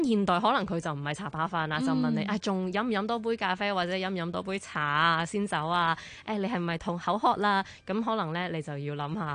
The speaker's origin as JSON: {"language": "Cantonese", "country": "China", "said": "咁我哋中国人都食好多呢一啲嘅话，其实系唔太担心嘅"}